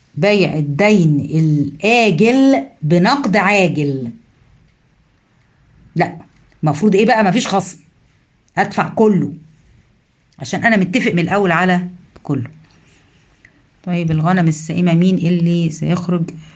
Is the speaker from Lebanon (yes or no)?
no; Egypt; يمكن مش متواجده عندنا في مصر